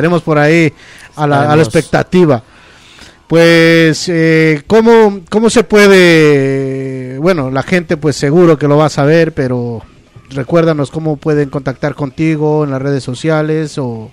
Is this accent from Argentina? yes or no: no; Ecuador; now in Spain; No, yo soy ecuatoriano, vivo acá ya para 16 años